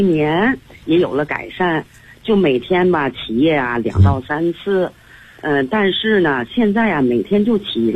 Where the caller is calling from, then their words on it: Tianjin, China; 我是来自天津的。